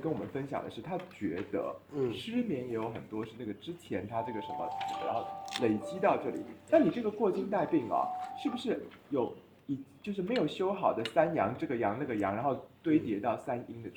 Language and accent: Chinese; Taiwan; 因为我们台湾人啊，得阳明病的比例非常偏低，就是我们台湾人都是就是比较虚寒一点啊